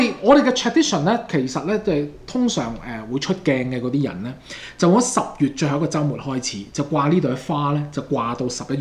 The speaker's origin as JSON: {"language": "Cantonese", "country": "Canada", "said": "我哋加拿大人，我哋亦都要紀念呢一批咁嘅勇士啦"}